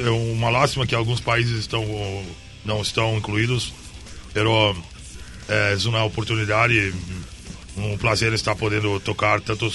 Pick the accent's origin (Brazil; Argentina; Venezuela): Brazil; Spanish is a second language; de Brasil. Es un placer, un honor estar acá.